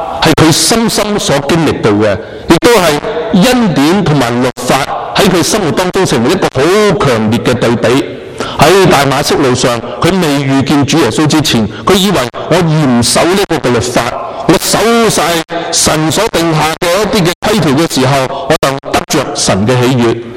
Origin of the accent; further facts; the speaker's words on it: China; 我哋身为中国人，我哋会为咗中国喺政治喺呢一个经济嘅舞台上边起飞